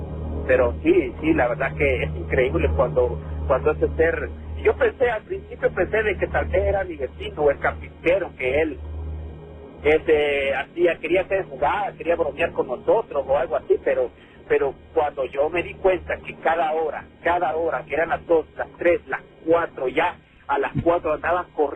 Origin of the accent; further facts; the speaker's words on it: El Salvador; esto no es en México, esto me pasó aquí en mi país, en El Salvador.